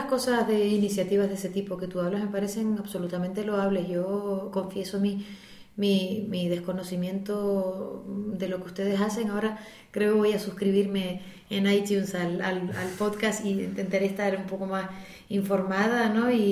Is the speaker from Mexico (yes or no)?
no; Madrid, Community of Madrid, Spain; Yo vengo de Madrid.